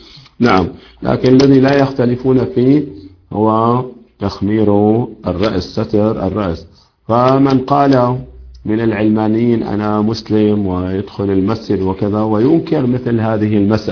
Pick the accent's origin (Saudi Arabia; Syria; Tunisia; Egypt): Syria; عندنا في الشام مثلا المؤذنون يزيدون بعد الأذان